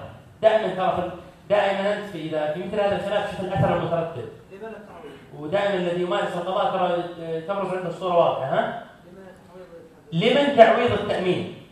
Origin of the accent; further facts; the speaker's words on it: Saudi Arabia; مثلا عندنا في السعودية